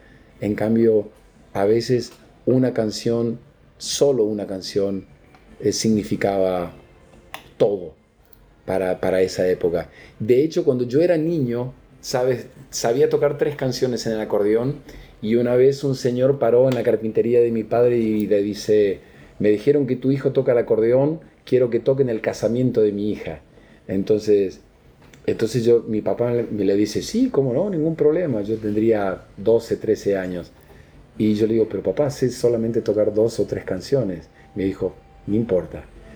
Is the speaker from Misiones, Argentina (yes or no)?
yes; Apóstoles, Misiones, Argentina; yo soy argentino, soy más argentino que el mate. Por más que tenga ese apellido, estoy como totalmente fundido a la tierra donde nací, Apóstoles, Misiones